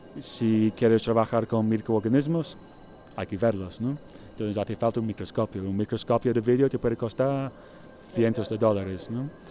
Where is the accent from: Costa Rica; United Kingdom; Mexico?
United Kingdom; England; Spanish is a second language; now in Spain; soy artista inglés, pero llevo 8 años en España.